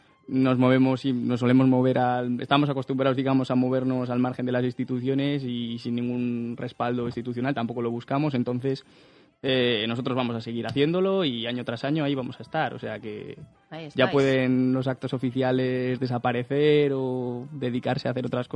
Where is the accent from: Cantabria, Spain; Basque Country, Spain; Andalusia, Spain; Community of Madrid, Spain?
Cantabria, Spain; todo lo que están haciendo al que nosotros podamos decidir como pueblo, como cántabros